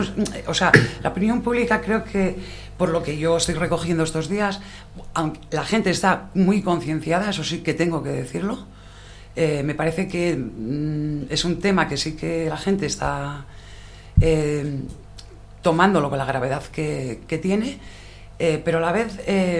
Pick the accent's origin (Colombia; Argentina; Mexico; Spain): Spain; Asturias; Asturias, que somos asturianos.